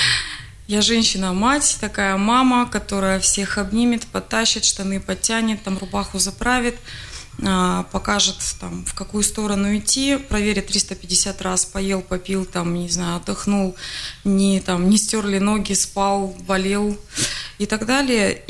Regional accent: Ukraine; Я же с Украины.

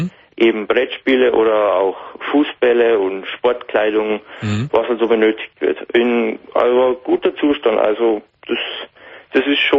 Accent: Bavaria, Germany; aber bei uns natürlich in Bayern kommt eben das Problem hinzu, dass wir eben mit unserem mit unserem Dialekt, genau.

